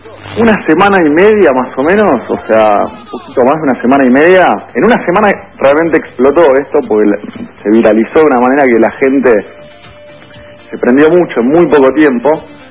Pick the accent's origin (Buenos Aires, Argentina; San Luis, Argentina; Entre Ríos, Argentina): Buenos Aires, Argentina; No, nosotros somos de Buenos Aires. Nosotros somos de Buenos Aires, no somos de La Plata.